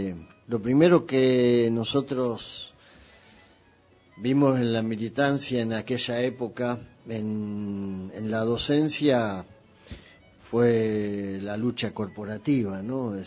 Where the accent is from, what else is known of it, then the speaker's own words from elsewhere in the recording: Ramos Mejía, Buenos Aires Province, Argentina; yo nací en La Matanza, nací en Ramos Mejía, yo soy de Ramos Mejía, vivía en Alvarado y Avenida de Mayo, más o menos, en Ramos, y después en el barrio Don Bosco